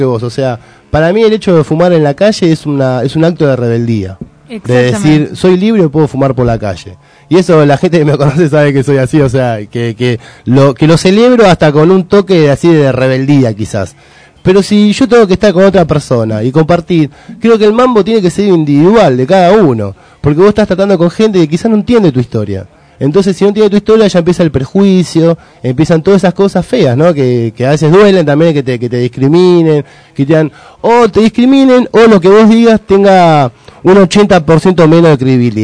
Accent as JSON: {"language": "Spanish", "country": "Argentina", "said": "soy argentino, podemos hablar de cosas"}